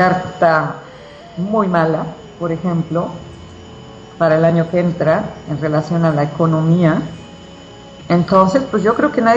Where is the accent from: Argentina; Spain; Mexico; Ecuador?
Mexico; Nosotros tendríamos que, como buenos mexicanos, comprar las cosas hechas en México.